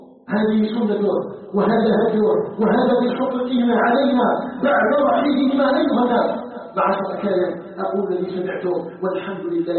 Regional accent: Algeria; أن يجعل بلدنا الجزائر بلدا آمنا مطمئنا وسائر بلاد

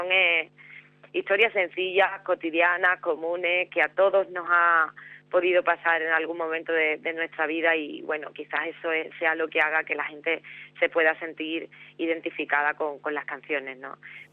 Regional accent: Cádiz, Andalusia, Spain; me dediqué a componer, a cantar por Cádiz, por mi tierra, por los sitios de alrededor

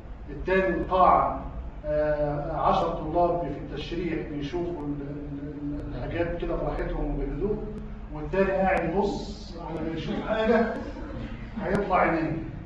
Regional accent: Egypt; هديك مثال يا اخي عندنا في مصر الان صيغه بيعملوها منيله.

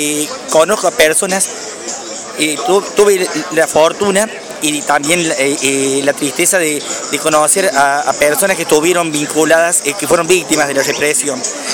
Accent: Córdoba, Argentina; Yo soy de Córdoba, pero teníamos parientes de Jesús María.

